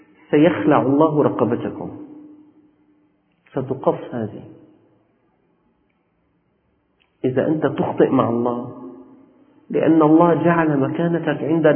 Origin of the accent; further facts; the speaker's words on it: Damascus, Damascus Governorate, Syria; أنا أخبركم أكثركم ليس من أهل الشام، نحن والأساتذة من أهل الشام.